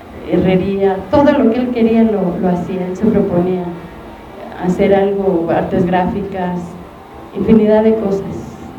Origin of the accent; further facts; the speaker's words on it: Xochimilco, Mexico City, Mexico; Yo soy de Xochimilco. Cuando yo era chica vivía en Xochimilco y era una zona rural.